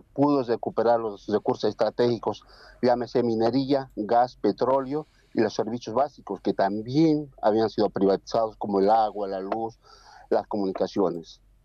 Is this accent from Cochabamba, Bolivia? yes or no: yes; Cochabamba, Bolivia; now in Uruguay; Departamento de Cochabamba, sí.